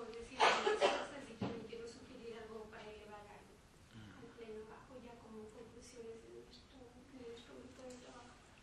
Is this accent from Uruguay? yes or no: no; Ecuador; now in Zaragoza, Spain; no es lo mismo luchar yo como ecuatoriana que luchar como una asociación de inmigrantes